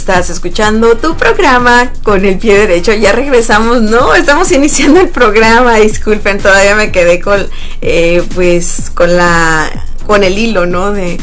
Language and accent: Spanish; Sonora, Mexico; yo vengo de Sonora, de México, y pues es un estado muy caluroso. Entonces toda mi vida viví en el calor extremo.